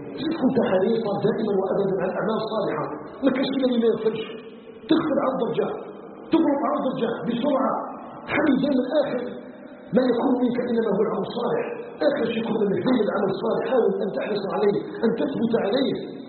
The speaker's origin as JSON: {"language": "Arabic", "country": "Algeria", "said": "أن يجعل بلدنا الجزائر بلدا آمنا مطمئنا وسائر بلاد المسلمين."}